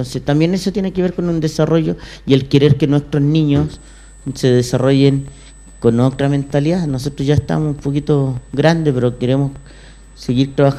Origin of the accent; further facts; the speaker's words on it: Puente Alto, Santiago Metropolitan Region, Chile; yo soy de Puente Alto